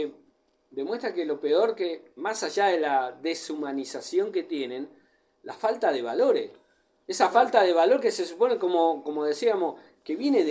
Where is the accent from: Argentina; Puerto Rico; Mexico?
Argentina; Buenos Aires; viste que yo me crié en Buenos Aires, en Capital, cerca de Capital.